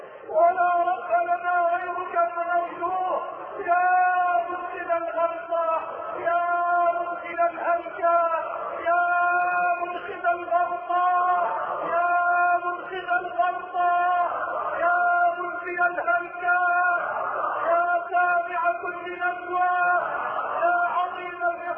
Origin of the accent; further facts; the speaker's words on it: Egypt; اللهم اجعل بلدنا مصر راحة للامن والامان